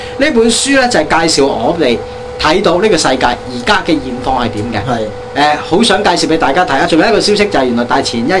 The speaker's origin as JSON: {"language": "Cantonese", "country": "Hong Kong", "said": "我香港人够食好多嘢啦"}